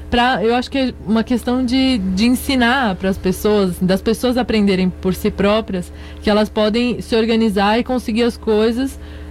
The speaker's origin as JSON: {"language": "Portuguese", "region": "São Paulo", "country": "Brazil", "tie": "born there", "said": "eu sou nascida em São Paulo"}